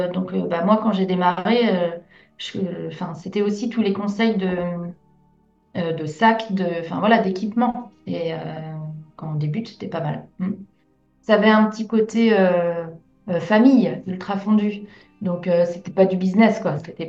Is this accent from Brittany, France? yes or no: yes; Brittany, France; on dit que je suis bretonne et tout ça, mais il y a un défaut.